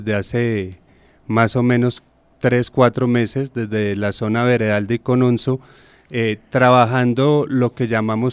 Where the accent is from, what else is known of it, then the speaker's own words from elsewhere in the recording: Bogotá, Colombia; Soy Rolo, pero